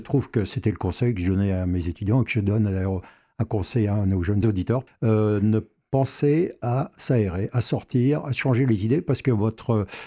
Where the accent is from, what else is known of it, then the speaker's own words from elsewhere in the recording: Metz, Grand Est, France; dans ma jeunesse, je jouais du côté du fort de Saint-Julien, puisque je suis originaire de Metz.